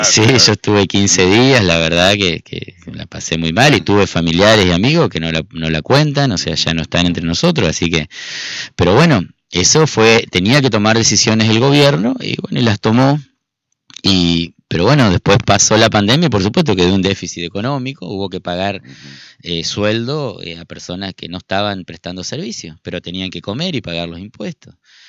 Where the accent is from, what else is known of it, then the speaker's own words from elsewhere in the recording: Argentina; Nuestra identidad como argentino, nuestra cultura, nuestros derechos